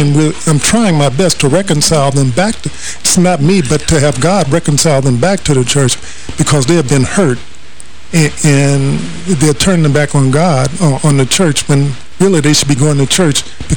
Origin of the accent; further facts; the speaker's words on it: New York, United States; he's from my area of the country. I grew up in Harlem.